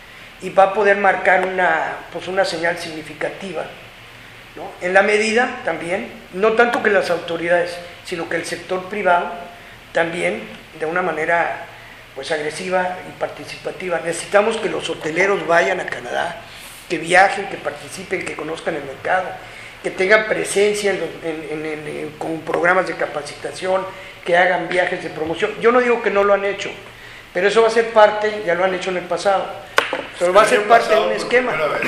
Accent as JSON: {"language": "Spanish", "country": "Mexico", "said": "yo porque soy mexicano me orgullezco"}